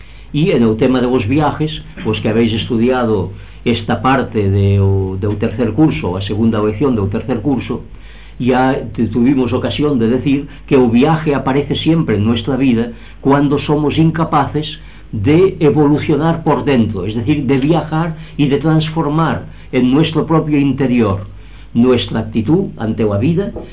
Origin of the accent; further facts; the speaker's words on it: Girona, Catalonia, Spain; José María Gironella, que como sabéis es de mi pueblo, de Gerona